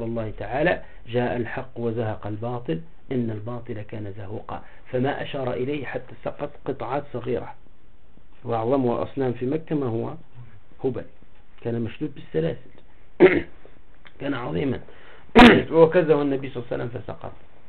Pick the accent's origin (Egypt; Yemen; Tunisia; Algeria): Tunisia; ولهذا أنا إذا رأيت عدد القبور عندنا في تونس